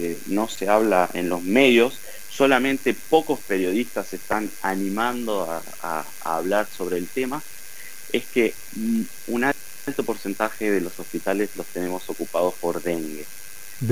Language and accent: Spanish; Santa Fe, Argentina; now in Brazil; como argentino que sigamos hablando del dengue, porque en Santa Fe, en mis recuerdos, ya era muy poco, era algo bastante combatido, pero acá en Brasil no